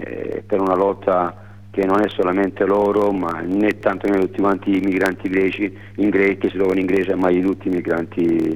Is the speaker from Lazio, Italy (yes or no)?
no; Apulia, Italy; Stamattina alle 11 ci sta un tavolo tecnico a 60 km dal mio paese, proprio a Gagliano del Capo